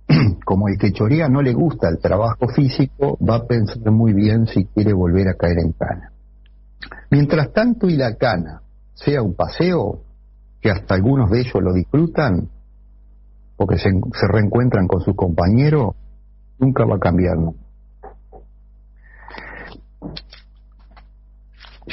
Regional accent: Paysandú, Uruguay; esta es porque yo soy de Paysandú

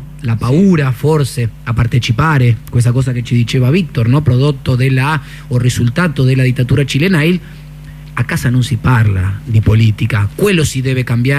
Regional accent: Argentina; now in Italy; siendo argentino

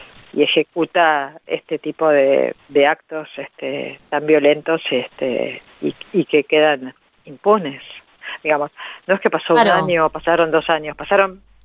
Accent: Argentina; nosotros como argentinos no nos tenemos que olvidar.

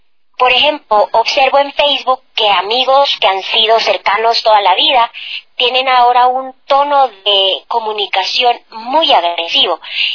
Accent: Ecuador; now in abroad; lo vivo como ecuatoriana, pero ya no vivo el día a día del proceso electoral

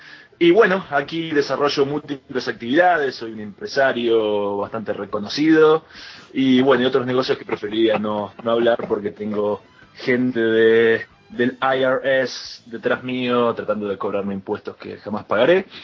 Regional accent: Argentina; somos tres argentinos, tres jóvenes pujantes y con un futuro promisorio

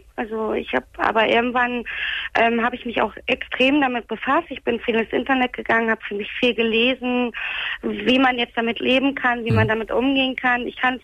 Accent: Hamburg, Germany; Also ich komme ja aus Hamburg.

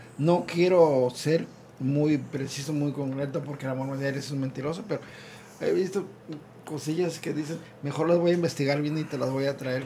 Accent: Teloloapan, Guerrero, Mexico; No soy originario de Telolapan, pero viví la mayoría de mis años y me considero de Telolapan, de ahí, Telolapan Guerrero.

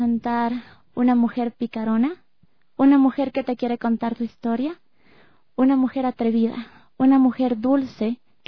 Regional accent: Ecuador; realmente a mí como ecuatoriana me llena de orgullo saber que el arte se está iniciando aquí.

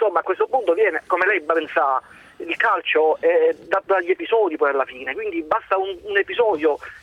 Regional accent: Sicily, Italy; sono siciliano

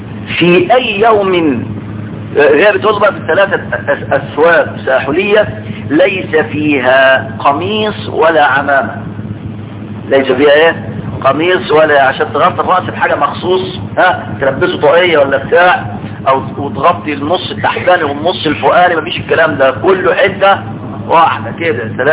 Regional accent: Egypt; معرفش النساء عندنا في مصر دول عايزين ايه بالظبط

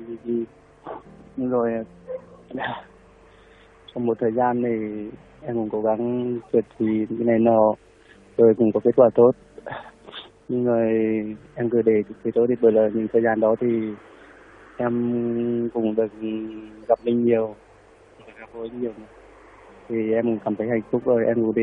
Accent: Hà Tĩnh, Vietnam; Dạ, em ở Hà Tĩnh ạ.

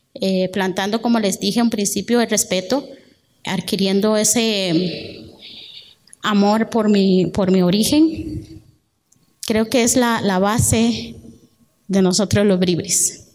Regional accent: Térraba, Puntarenas, Costa Rica; moved away as an adult; now in San José, Costa Rica; Cuando yo salí de mi pueblo hace unos 23 años, cuando llegué aquí en San José, empecé a luchar contra una sociedad en donde yo les decía a la gente que soy indígena.

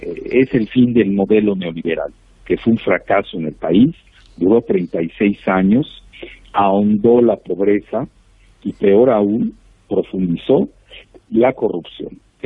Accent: Mexico; tenemos 55 millones de mexicanos que viven en Estados Unidos, sumados a los 124 millones que tenemos en México

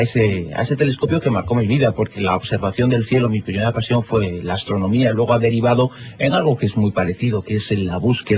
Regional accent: Zaragoza, Aragon, Spain; also born or lived in Galicia; Teníamos 4 años cuando, como buen gallego, como buena familia gallega, emigramos y lo hicimos rumbo a Zaragoza, en donde se instaló parte de mi gigantesca familia.

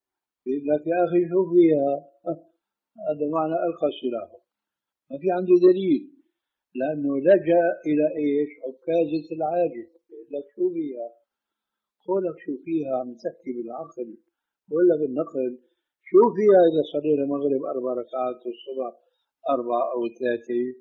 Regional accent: Syria; كما يقولون عندنا في سوريا

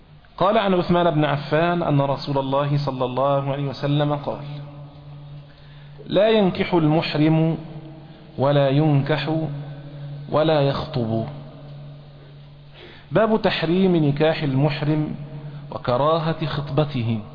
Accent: Egypt; احنا عندنا في مصر مثلا نسمي العمة المجازية جدة

